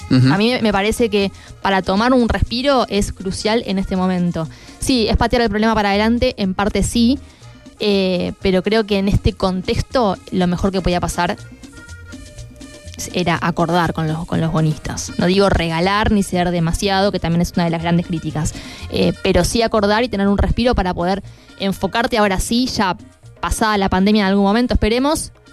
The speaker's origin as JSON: {"language": "Spanish", "country": "Argentina", "said": "un círculo vicioso eterno al que lamentablemente como argentinos estamos acostumbrados"}